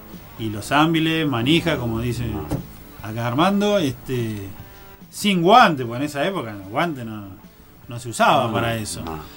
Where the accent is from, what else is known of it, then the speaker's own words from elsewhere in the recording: Buenos Aires, Argentina; accent: porteño; now in Mendoza, Argentina; Soy bonaerense, soy de ahí.